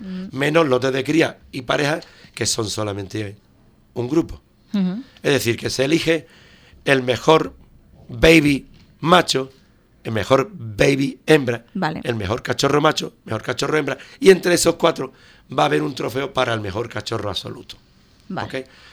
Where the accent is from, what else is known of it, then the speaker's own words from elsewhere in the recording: Ubrique, Andalusia, Spain; eso es mi pueblo y mis ubriqueños, que los quiero un montón